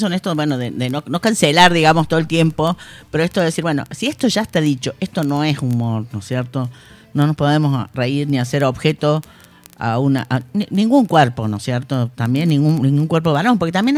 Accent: Córdoba, Argentina; No, sabes que yo soy cordobesa

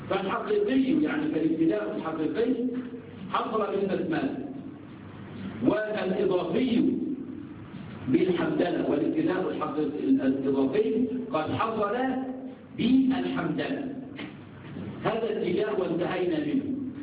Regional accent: Egypt; عندنا في مصر كلية الهندسة، كلية الهندسة خمسة أعوام

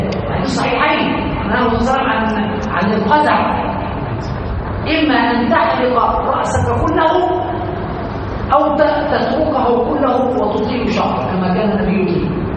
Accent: Aswan, Aswan Governorate, Egypt; وهذا عندنا في الصعيد في اسوان ومشاهد

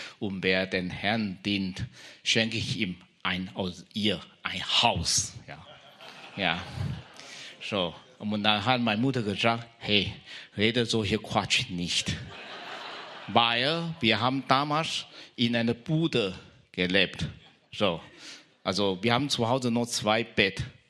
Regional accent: Taiwan; now in Germany; ich komme aus Taiwan und ich bin vor 30 Jahren circa bin hierher gekommen.

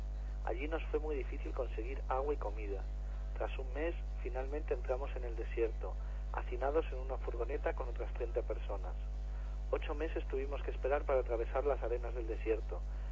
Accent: Punjab, India; Spanish is a second language; moved away as an adult; now in Ceuta, Spain; Tengo 24 años y vengo de Punjab, ciudad de la India, capital de la región Sikh. Es un lugar pobre, dependiente de la agricultura y es muy difícil encontrar trabajo.

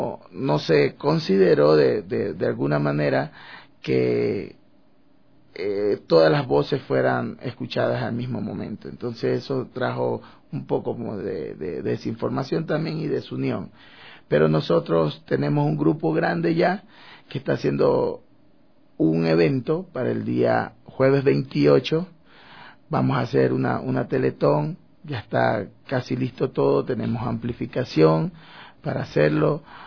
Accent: Esmeraldas, Ecuador; Entonces, bueno, luego regresé a mi pueblo, a Esmeraldas.

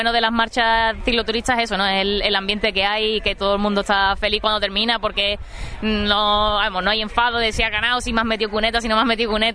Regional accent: Rota, Andalusia, Spain; soy de Rota y también, como soy profe, estuve 4 años trabajando en Prado del Rey

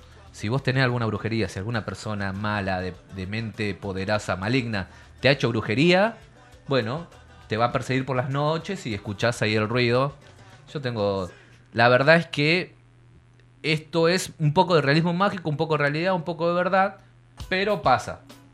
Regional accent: Aluminé, Neuquén, Argentina; Son leyendas patagónicas de por el sur, de por ahí, de Aluminé, que tienen mucho que ver. De mi tierra.

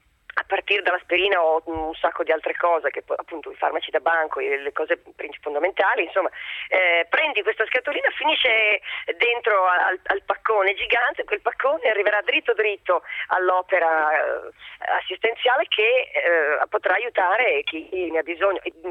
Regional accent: Milan, Lombardy, Italy; parlo di Milano perché sono milanese

